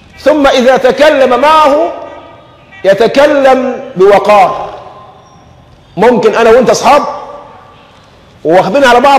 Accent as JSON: {"language": "Arabic", "country": "Egypt", "said": "يعني عندنا في كمصريين"}